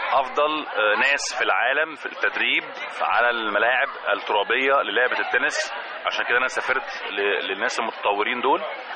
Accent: Egypt; او اسهل حاجه عندنا في مصر

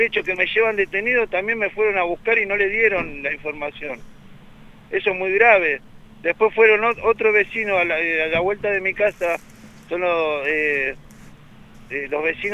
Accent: Banfield, Buenos Aires Province, Argentina; Acá en Banfield, yo soy de Banfield

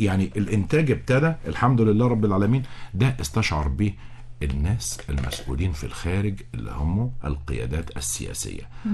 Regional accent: Egypt; على صدورنا جميعا كمصريين،

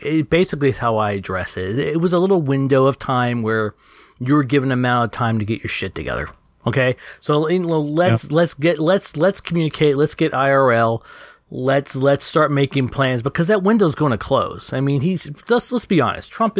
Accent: Texas, United States; being a Southerner myself, I was born and raised in Texas

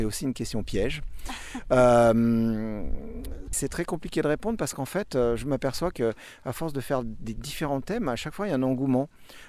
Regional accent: Hauts-de-France, France; Bonjour, alors … je viens de l'Oise.

